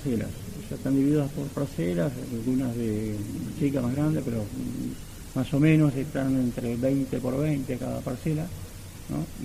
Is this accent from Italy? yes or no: no; Moreno, Buenos Aires Province, Argentina; Yo soy de Moreno.